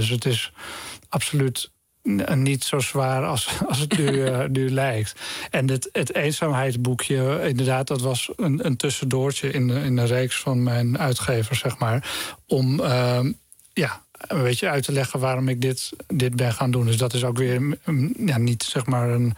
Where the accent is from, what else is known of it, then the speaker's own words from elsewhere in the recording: Lelystad, Flevoland, Netherlands; dat ik ben in Lelystad opgegroeid